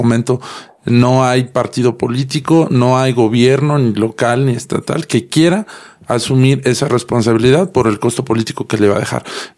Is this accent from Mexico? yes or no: yes; Mexico; es algo que necesitamos nosotros como mexicanos